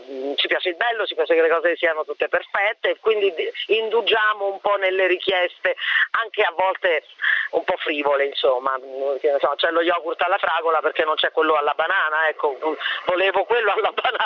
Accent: L'Aquila, Abruzzo, Italy; Considerato che io vengo dall'Aquila, insomma, è stato un déjà vu terribile.

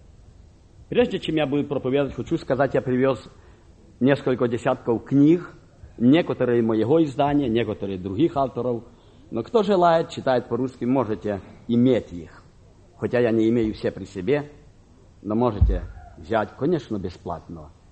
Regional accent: Kharkiv, Kharkiv Oblast, Ukraine; born there; я родился в Харькове, пережил 33-й голод

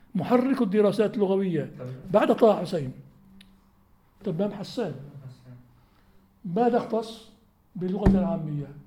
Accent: Aleppo, Aleppo Governorate, Syria; عندنا في حلب كثيرون جدا

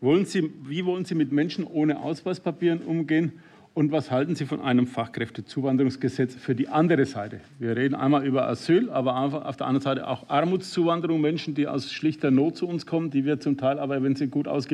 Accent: Bavaria, Germany; ich komme aus Bayern, um das voranzustellen.

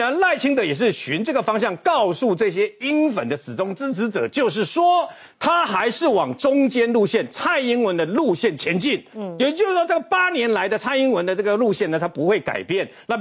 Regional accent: Taiwan; 但是我们是台湾人，很简单

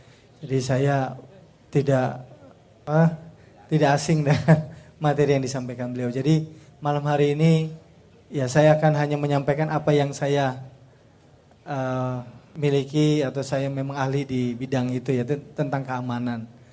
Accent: North Sumatra, Indonesia; bahwa saya berasal dari Tapanuli Selatan. Kalau rekan-rekan belum tahu, Tapanuli Selatan itu berjarak 480 km dari kota Medan.

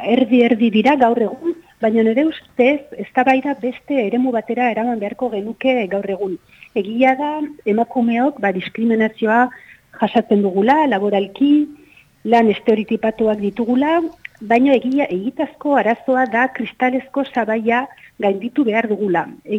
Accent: San Sebastián, Basque Country, Spain; born there; ni sortzez Donostiarra naiz, orduan ba irian jaio nintzen

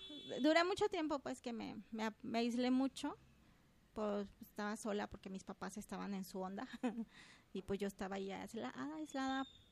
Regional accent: Guadalajara, Jalisco, Mexico; Yo soy originaria de aquí, Guadalajara.

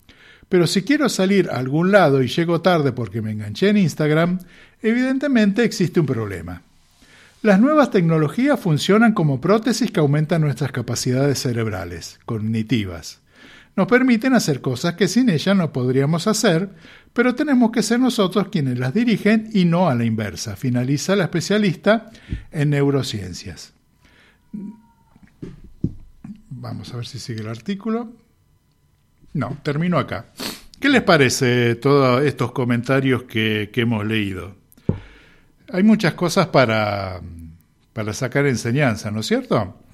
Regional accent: Buenos Aires, Argentina; en el caso mío, que venimos de Buenos Aires

